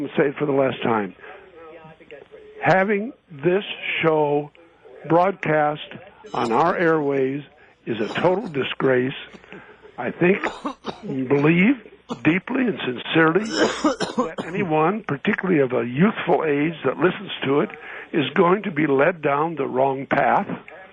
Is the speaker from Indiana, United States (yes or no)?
no; South Dakota, United States; born there; I'm 79 years old. I was born in 1919 in South Dakota.